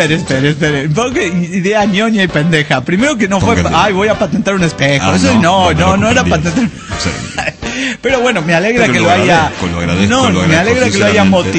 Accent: Querétaro, Mexico; salimos de Querétaro un sábado en la madrugada

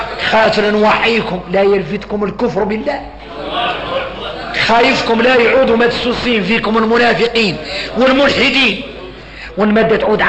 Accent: Mauritania; هذه الكلمات اللي عندنا احنا موريتاني

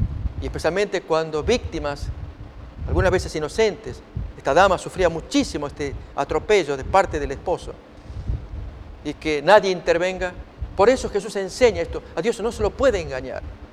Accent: Argentina; Esto le ocurrió a mi hermano años atrás. Trabajaba allí en mi país, Argentina, en un servicio de café

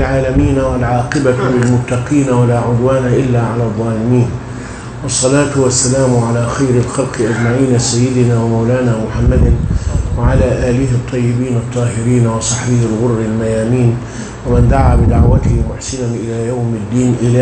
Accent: Egypt; واجعل بلادنا مصر رخاء رخاء

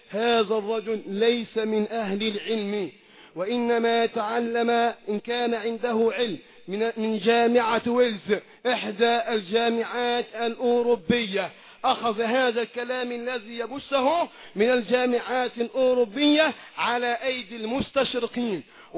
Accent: Egypt; بلدنا مصر

